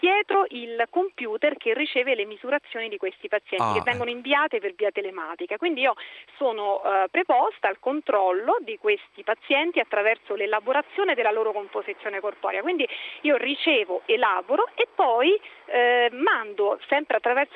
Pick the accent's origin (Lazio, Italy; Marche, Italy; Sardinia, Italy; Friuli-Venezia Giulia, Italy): Lazio, Italy; Rome; Esatto, no, sono di Roma.